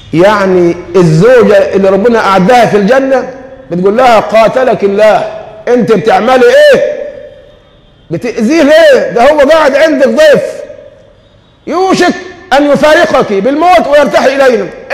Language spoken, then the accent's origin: Arabic; Egypt; ما احنا كمصريين فينا الطبع ده